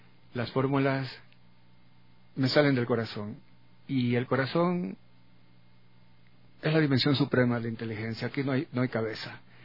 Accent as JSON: {"language": "Spanish", "town": "Guayaquil", "region": "Guayas", "country": "Ecuador", "also_born_or_lived": "Quito / Galápagos", "said": "Muchos me dicen, no parece que hablas como guayaco. Claro, se me han pegado muchos de los dichos quiteños, y en Galápagos se me han pegado los dichos insulares"}